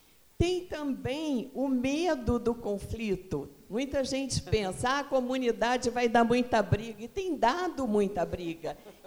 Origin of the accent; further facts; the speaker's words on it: Rio de Janeiro, Brazil; eu sou do Rio, começamos lá no Rio